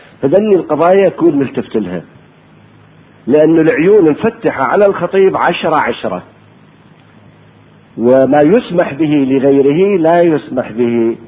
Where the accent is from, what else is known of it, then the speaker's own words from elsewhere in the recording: Iraq; accent: Iraqi; للبتلو بلهجتنا احنا العراقية ما يسموه شيناج